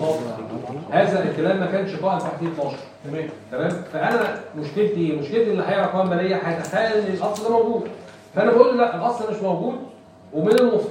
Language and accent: Arabic; Egypt; الواقع العملي عندنا في مصر